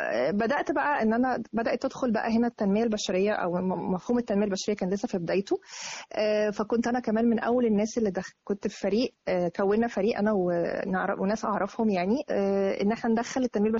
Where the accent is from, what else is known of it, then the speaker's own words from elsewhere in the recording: Arish, North Sinai, Egypt; also born or lived in Riyadh, Saudi Arabia; الوطن الأساسي العريش، بس أنا كان مسقط رأسي الرياض. الميلاد مكان ميلادك الرياض بس. وبعد كده رجعنا تاني للعريش مع والدي.